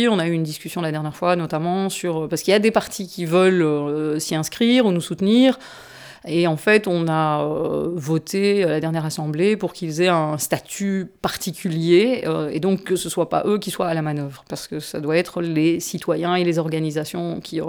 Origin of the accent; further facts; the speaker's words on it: Brussels, Belgium; D'autant que moi, je suis une urbaine. Hein. Je suis de Bruxelles.